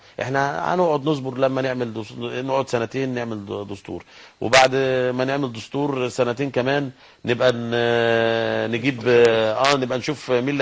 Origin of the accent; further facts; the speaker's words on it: Egypt; المفروض الاعلام عندنا في مصر يبقى هادف